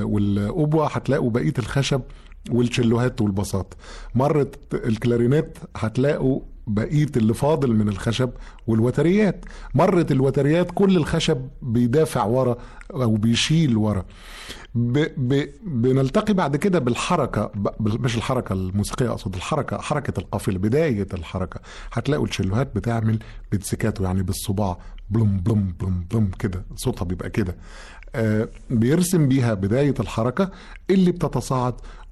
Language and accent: Arabic; Egypt; انا عارف مزيكتنا، انا مصري ومصري نقول اراري